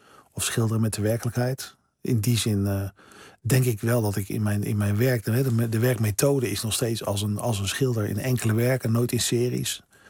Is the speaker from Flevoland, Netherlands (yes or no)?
no; Delft, South Holland, Netherlands; Ik kwam uit Delft.